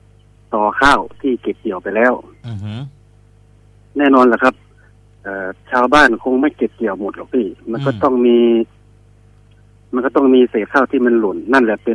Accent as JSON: {"language": "Thai", "region": "Isan", "country": "Thailand", "second_language": "Thai", "said": "ผมอาจจะพูดไทยไม่ค่อยชัดเพราะผมเป็นอีสานแท้ด้วยครับเพิ่งมาดูประเทศได้ไม่นานด้วย"}